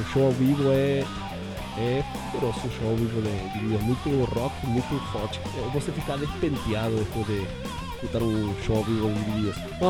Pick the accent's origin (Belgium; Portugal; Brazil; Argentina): Argentina; Portuguese is a second language; uma banda da Argentina, né? De minha terra natal.